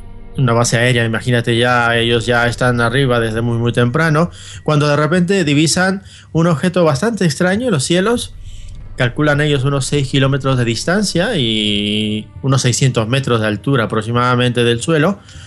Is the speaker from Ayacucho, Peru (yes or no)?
no; Arequipa, Peru; mi tierra natal, Arequipa, que es una ciudad maravillosa, que para ubicarnos un poquito, pues se encuentra a 682 kilómetros aproximadamente al suroeste de la ciudad de Lima, la capital de Perú.